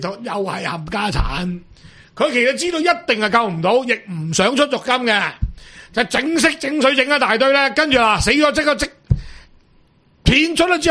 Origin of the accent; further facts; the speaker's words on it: China; 即系日本仔系比我哋中国人有义气嘅喺度，系咪先？